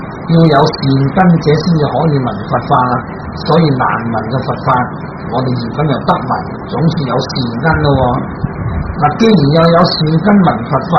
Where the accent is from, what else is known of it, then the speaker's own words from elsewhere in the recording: China; 就好似我哋中国人啦，咁啊过呢个中国年